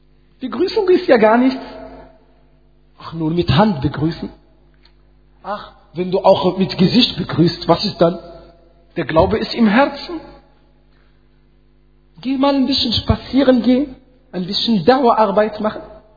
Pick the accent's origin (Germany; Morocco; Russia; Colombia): Morocco; German is a second language; Ich komme aus Marokko, da haben wir das.